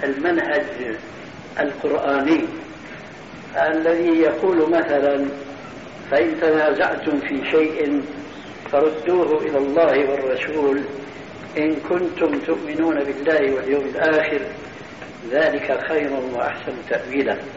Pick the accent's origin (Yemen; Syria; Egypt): Syria; Damascus, Damascus Governorate; وأنا أعرف وأنا سوري دمشقي كما تعلمون